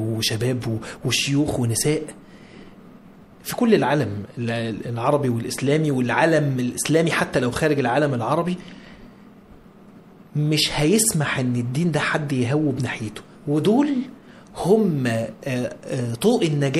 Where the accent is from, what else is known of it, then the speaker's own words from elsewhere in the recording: Egypt; يعني أنا ما بقولش كده عشان أنا مصري